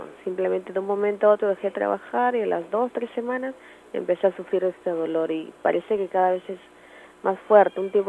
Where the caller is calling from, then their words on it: Villa María del Triunfo, Lima, Peru; de Villa María del Triunfo.